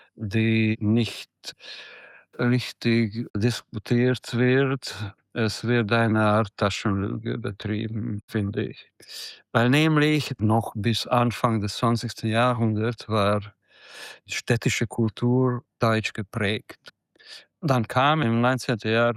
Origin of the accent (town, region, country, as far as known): Hungary; born or raised there; also born or lived in Debrecen / Budapest